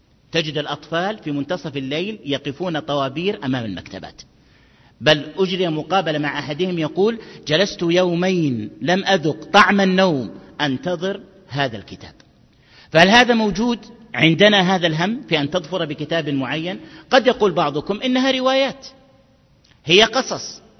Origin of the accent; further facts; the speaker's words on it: Egypt; ماذا عن كتب الترجمة عندنا في مصر أيها الأحبة؟